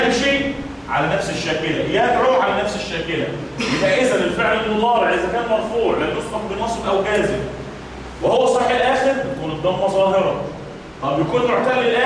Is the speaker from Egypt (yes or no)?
yes; Egypt; وكنا بنقول المثال عندنا كمصريين